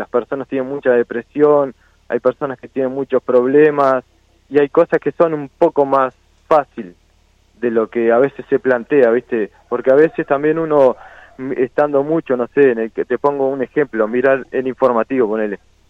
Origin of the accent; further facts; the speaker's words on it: San Carlos, Maldonado, Uruguay; De San Carlos Maldonado.